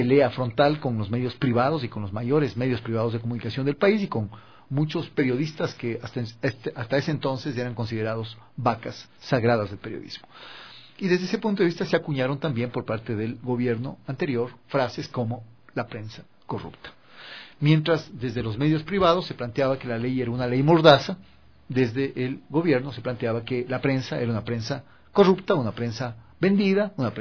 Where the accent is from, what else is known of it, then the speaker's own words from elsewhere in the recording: Ecuador; como ecuatorianos que somos, en la diversidad.